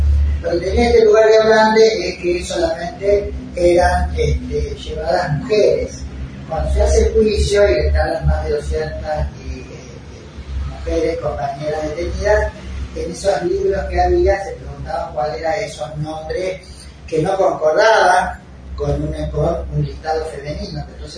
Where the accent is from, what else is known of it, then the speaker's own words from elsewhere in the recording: Rosario, Santa Fe, Argentina; now in Córdoba, Argentina; Soy rosarina, pero hace 40 años que vivo en Córdoba.